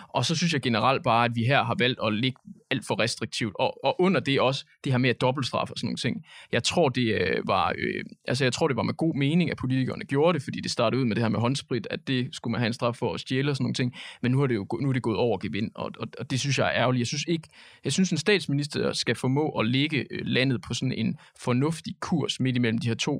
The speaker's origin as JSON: {"language": "Danish", "town": "Silkeborg", "region": "Central Denmark Region", "country": "Denmark", "said": "fordi jeg kommer fra Silkeborg, og det er sådan, altså, sådan er det bare."}